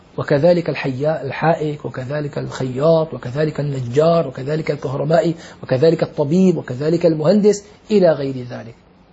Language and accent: Arabic; Syria; أنا أعرف في عندنا في الشام طبيب أسنان لعله انتقل